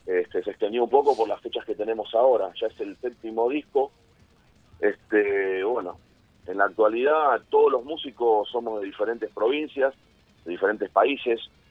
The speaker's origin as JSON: {"language": "Spanish", "region": "Buenos Aires", "country": "Argentina", "tie": "born or raised there", "moved": "as an adult", "lives_now": "Ushuaia, Argentina", "said": "soy nacido y criado en Buenos Aires. Yo nací en La Boca y bueno, de pibe después me fui a vivir al oeste y bueno, ahí pasé hasta mi adultez, hasta que bueno, me vine para estos lados por trabajo"}